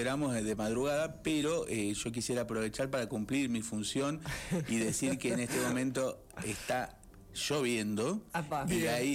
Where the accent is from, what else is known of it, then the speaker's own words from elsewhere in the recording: Pergamino, Buenos Aires Province, Argentina; que es de Pergamino, que es mi ciudad natal